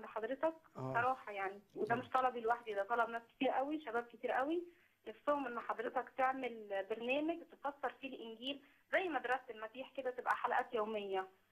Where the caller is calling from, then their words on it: Minya, Minya Governorate, Egypt; انا بنت الرب من المنيا